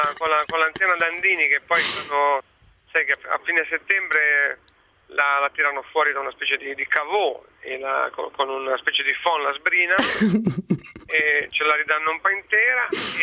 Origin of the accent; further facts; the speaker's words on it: Liguria, Italy; In quanto ligure credo di essere, diciamo, attrezzato per l'argomento.